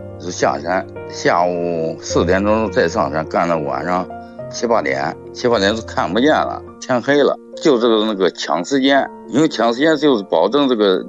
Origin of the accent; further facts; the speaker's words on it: Henan, China; 我是那个在河南中原长大的，没见过山。